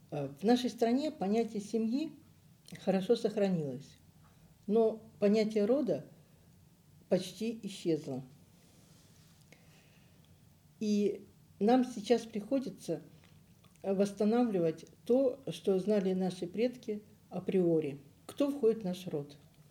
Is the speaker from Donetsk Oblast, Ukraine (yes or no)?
yes; Donetsk, Donetsk Oblast, Ukraine; moved away as an adult; also born or lived in Barvenkove / Leningrad / Zelenograd; Родилась я в Барвенково, Харьковской области, где мои предки прожили 400 лет, казаки-характерники. Выросла я в Донецке, школу закончила. Институт я закончила в Ленинграде. Замуж вышла в Зеленограде.